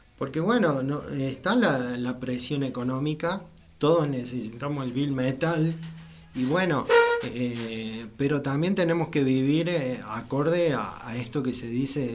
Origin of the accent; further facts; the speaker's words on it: Villa Cura Brochero, Córdoba, Argentina; yo me siento brocheriano 100% y amo mi pueblo